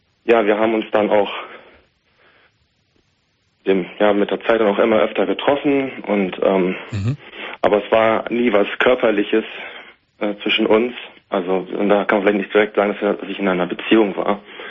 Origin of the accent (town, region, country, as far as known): Hanover, Lower Saxony, Germany; now in Bielefeld, Germany